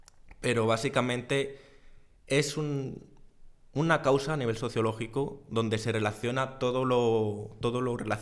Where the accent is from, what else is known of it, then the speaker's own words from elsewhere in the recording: Zamora, Castile and León, Spain; Siempre se ha escuchado, al menos en mi tierra, ese estudia y vete para tener un futuro mejor, precisamente porque en Zamora hasta hoy y todavía hoy